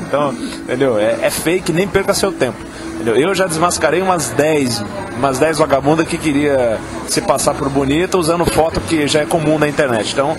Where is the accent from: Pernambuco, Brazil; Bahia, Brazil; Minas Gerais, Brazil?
Minas Gerais, Brazil; now in São Paulo, Brazil; eu moro em São Paulo desde fevereiro de 2012, eu sou de Minas, vim pra cá e tal.